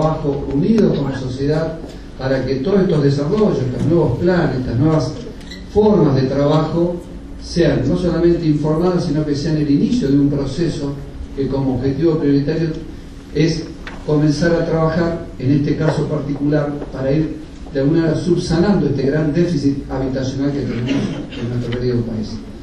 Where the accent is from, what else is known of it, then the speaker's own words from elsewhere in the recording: Argentina; creo que es importante como argentinos de que comencemos a visualizar una forma distinta